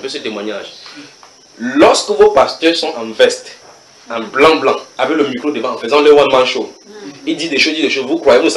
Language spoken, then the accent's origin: French; Cameroon; chez nous au Cameroun, on roule à droite.